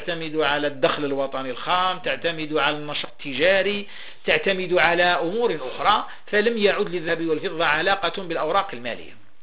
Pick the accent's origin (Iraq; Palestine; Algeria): Algeria; بلادي الجزائر